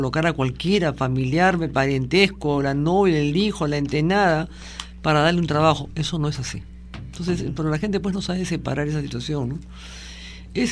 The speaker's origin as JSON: {"language": "Spanish", "country": "Peru", "said": "Los principales invitados de este evento, yo creo, somos los peruanos."}